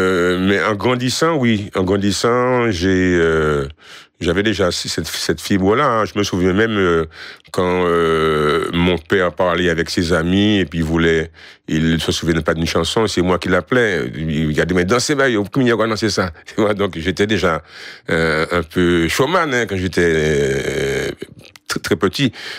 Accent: Sainte-Thérèse, Martinique; Alors, je suis de Sainte-Thérèse. Mon père, la souche de ma famille est du Robert, Chapelle Villarson, Monéo. Et ma mère est de Montcapo, au Lorrain.

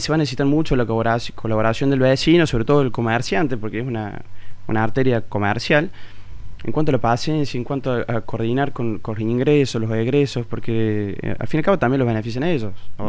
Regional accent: Villa Allende, Córdoba, Argentina; born there; los que nacimos acá en Villa Allende

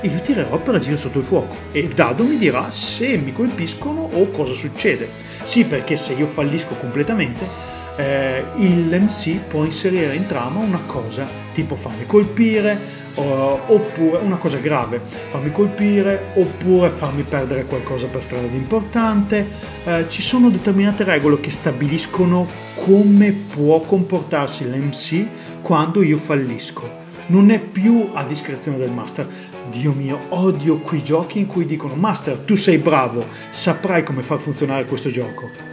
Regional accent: Verona, Veneto, Italy; Ah, sono di Verona, Veneto

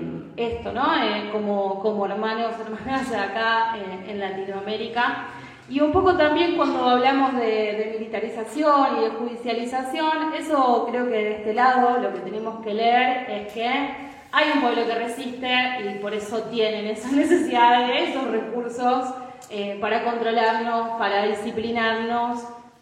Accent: Rosario, Santa Fe, Argentina; Yo vengo de la ciudad de Rosario

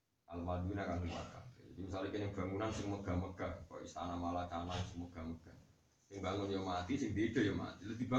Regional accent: Java, Indonesia; kita kan orang Jawa, ya ini orang Jawa

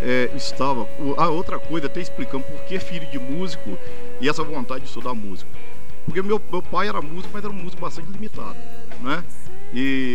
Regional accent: Itabira, Minas Gerais, Brazil; e depois eu fui para minha terra

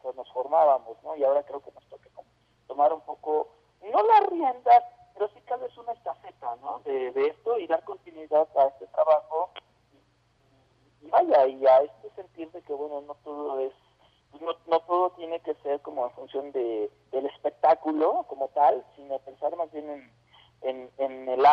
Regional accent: Puebla, Mexico; also born or lived in Mexico City; Yo soy poblano, pero bueno, viví mucho tiempo en el oriente de la ciudad

